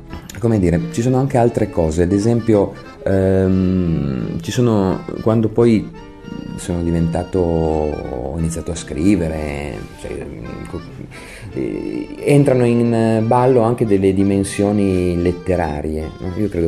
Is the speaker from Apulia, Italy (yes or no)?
no; Turin, Piedmont, Italy; Io sono torinese, mi sento profondamente torinese